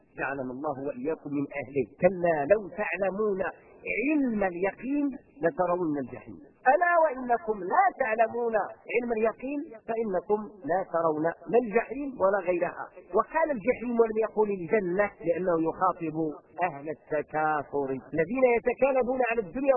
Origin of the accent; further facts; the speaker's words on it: Morocco; احنا عندنا في المغرب لأنه قضية جغرافية، عندنا في المغرب الشرقي والغربي، الغربي كيجي مزيان والشرقي كيجي حار